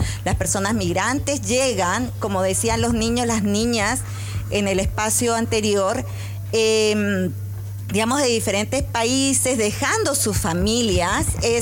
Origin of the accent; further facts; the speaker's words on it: Peru; now in Chile; Yo vengo de Perú